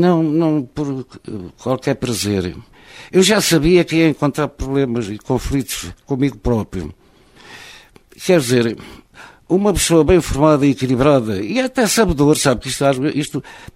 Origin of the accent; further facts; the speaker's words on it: Oliveira, Portugal; born there; Não pude cá ficar porque escolhi uma carreira que nem sequer podia exercer na terra onde nasci. De maneira que, por acaso do destino, tive que exercer as minhas atividades profissionais fora de Oliveira